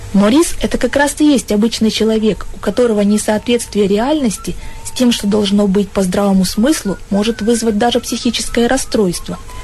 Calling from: Chelyabinsk, Chelyabinsk Oblast, Russia; я из Челябинска.

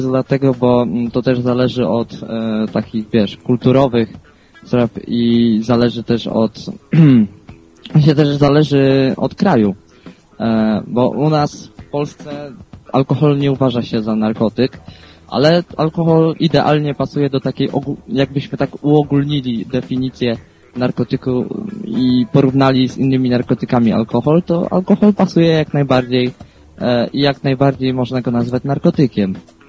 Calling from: Głogów, Lower Silesian Voivodeship, Poland; bo u mnie w Głogowie naprawdę jest dużo zwolenników marihuany

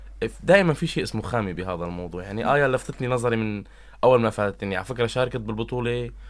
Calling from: Tartus, Tartus Governorate, Syria; هلا احنا كان معنا عالم من خارج محافظة طرطوس، بس نحن عم نحكي من طرطوس

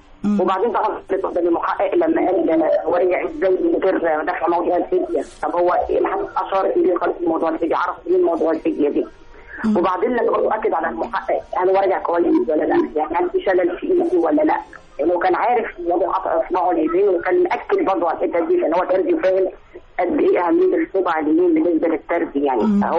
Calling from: Alexandria, Alexandria Governorate, Egypt; انا من اسكندريه

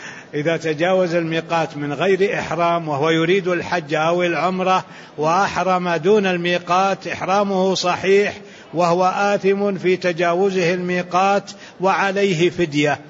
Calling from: Jordan; وعليكم السلام ورحمة الله وبركاته، أنا من الأردن

